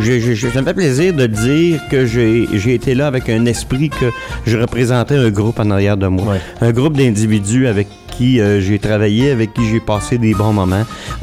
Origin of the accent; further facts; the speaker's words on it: Trois-Rivières, Quebec, Canada; que je venais de Trois-Rivières, ouais.